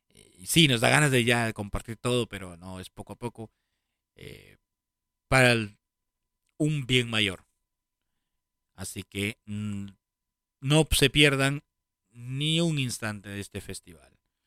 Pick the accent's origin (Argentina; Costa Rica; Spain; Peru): Peru; born there; donde yo nací, que es Perú